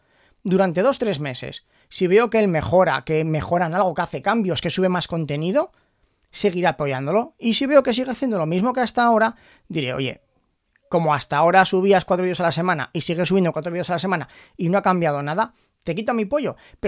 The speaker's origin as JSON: {"language": "Spanish", "country": "Spain", "said": "yo como jugador español de Hearthstone"}